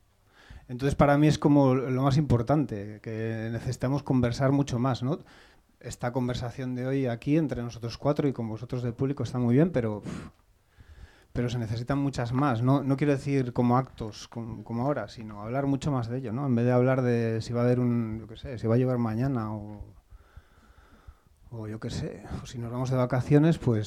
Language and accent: Spanish; Cantabria, Spain; Yo soy de Cantabria y llevaba viviendo aquí, bueno, yo qué sé, soy de aquí de toda la vida